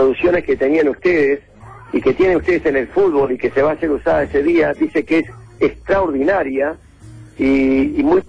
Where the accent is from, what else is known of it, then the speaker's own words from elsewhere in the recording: Uruguay; Escúchame, yo soy uruguayo, no soy perfecto